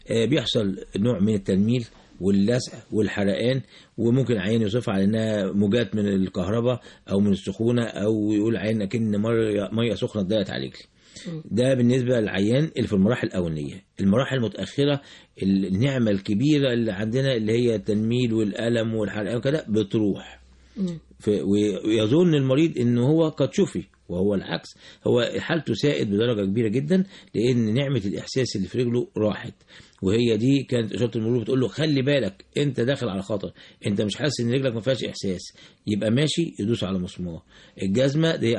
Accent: Egypt; احنا عندنا في مصر هنا العيان ما يكتشفش ان عنده سكر

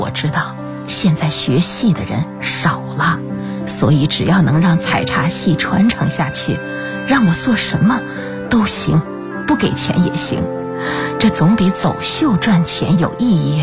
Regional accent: Jiangxi, China; 回到了我们江西老家

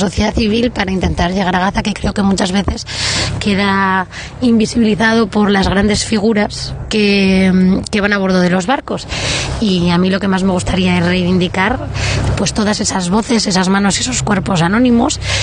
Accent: Madrid, Community of Madrid, Spain; now in Mallorca, Spain; soy madrileña, ahora mismo viviendo en Mallorca

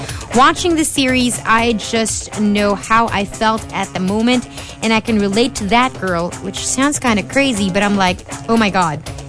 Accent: Philippines; I'm Filipina through and through.

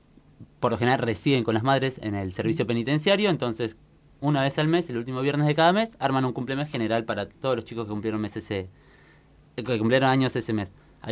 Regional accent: Tierra del Fuego, Argentina; yo soy de Tierra del Fuego particularmente

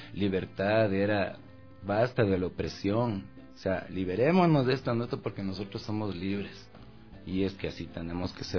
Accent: Ecuador; como lo que somos como ecuatorianos, que aquí estamos representando todo lo que es nuestra tierra

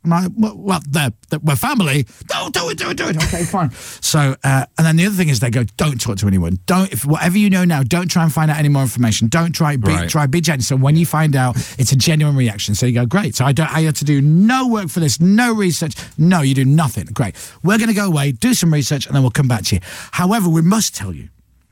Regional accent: Leeds, Yorkshire and the Humber, United Kingdom; my mum's family's from Dublin, and my dad's, I'm from Leeds. My dad was born in Leeds, but his dad was born in Mayo, in Ireland.

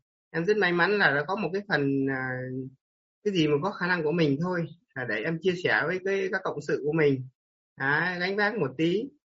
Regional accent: Ninh Binh, Vietnam; em đến từ Ninh Bình cô ạ.

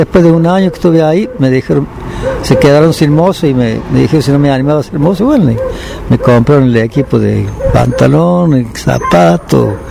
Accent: Nono, Córdoba, Argentina; also born or lived in Panaolma; Soy oriundo de Panaolma, nací en Panaolma un 28 de marzo de 1924. Y vine para Nono porque mi madre me dio, yo me crié acá con un señor de acá de Nono

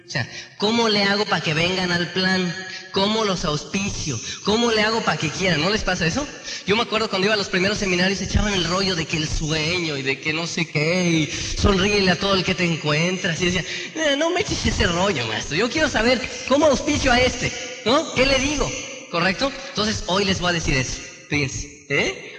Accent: Tenancingo, State of Mexico, Mexico; allá de donde yo soy, de Tenancingo

